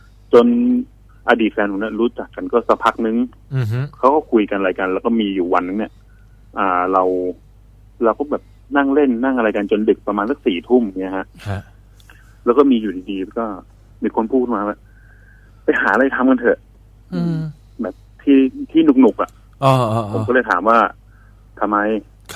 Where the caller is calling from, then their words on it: Uttaradit, Thailand; ผมโทรมาจากอุตรดิตถ์ครับผม